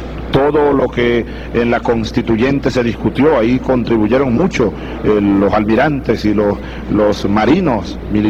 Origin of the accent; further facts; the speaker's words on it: Los Llanos, Venezuela; ¿Será porque soy llanero?